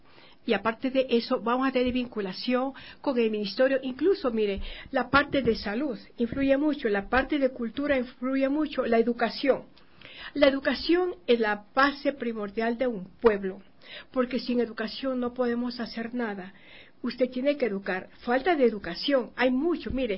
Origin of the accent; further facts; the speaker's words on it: Ecuador; como ecuatoriana que soy, dije: no, mi patria, voy primero a Ecuador.